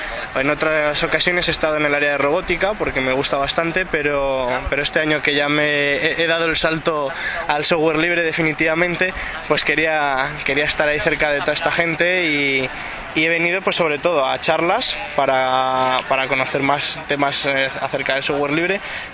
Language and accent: Spanish; Valladolid, Castile and León, Spain; de Valladolid, soy aficionado al software libre